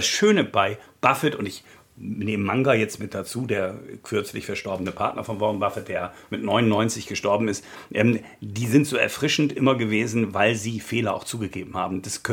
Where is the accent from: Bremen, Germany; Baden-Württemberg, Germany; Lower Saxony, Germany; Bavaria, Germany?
Bremen, Germany; born there; also born or lived in Hamburg; Moin Moin ist auch meine Begrüßung, denn ich bin gebürtiger Bremer, habe lange in Hamburg gewohnt. Also das Norddeutsche ist auch das, was in meinem Blute liegt